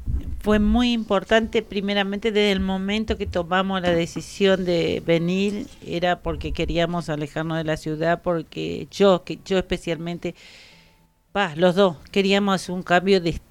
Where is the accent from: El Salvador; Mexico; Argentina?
Argentina; Curuzú Cuatiá, Corrientes; also born or lived in Buenos Aires; Yo soy de Curuzú, Cuatía de Corrientes. Viví 30 y algo de años en Buenos Aires, pero mi tonadita no se va a ir.